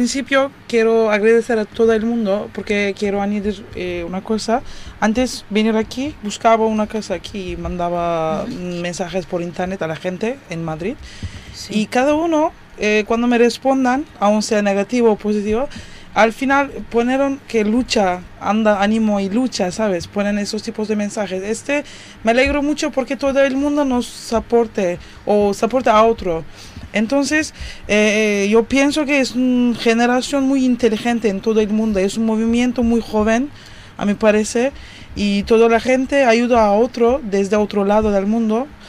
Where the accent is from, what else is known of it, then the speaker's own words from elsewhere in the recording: Turkey; porque también vivimos en Turquía, somos turcos